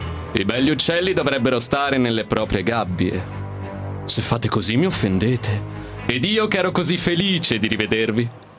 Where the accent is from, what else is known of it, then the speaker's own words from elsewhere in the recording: Viareggio, Tuscany, Italy; Vengo dalla Toscana, Viareggio.